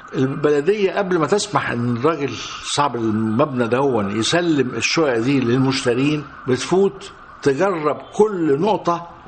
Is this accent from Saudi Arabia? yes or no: no; Egypt; عندنا في مصر